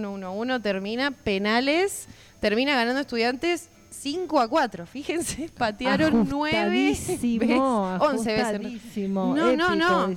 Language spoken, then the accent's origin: Spanish; Merlo, Buenos Aires Province, Argentina; Nunca fui a la cancha, ponele. Soy muy acá de Merlo.